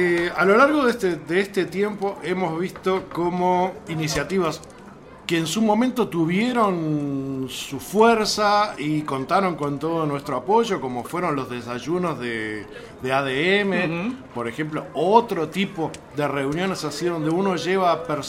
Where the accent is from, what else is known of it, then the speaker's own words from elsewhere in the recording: Uruguay; se me hace muy difícil a mí como uruguayo decir cuál es mejor